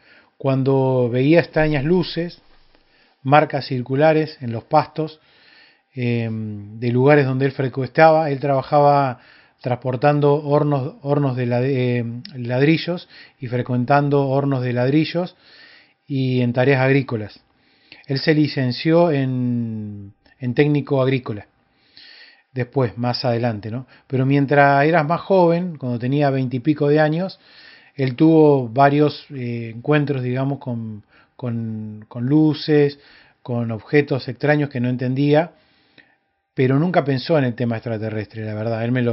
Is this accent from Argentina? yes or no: yes; Córdoba, Argentina; born there; fue una persona muy común de la misma ciudad donde yo vivo, donde yo nací.